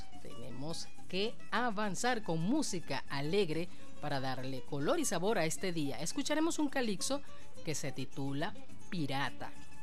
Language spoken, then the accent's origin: Spanish; Barcelona, Anzoátegui, Venezuela; allá en mi tierra natal, Barcelona, estado Anzoátegui.